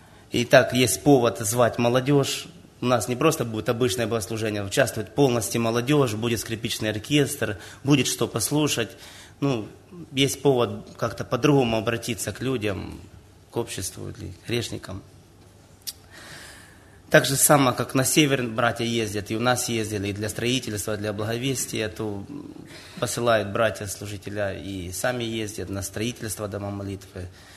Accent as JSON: {"language": "Russian", "town": "Nikopol", "region": "Dnipropetrovsk Oblast", "country": "Ukraine", "said": "из Никополя. У нас численность населения около 40 тысяч"}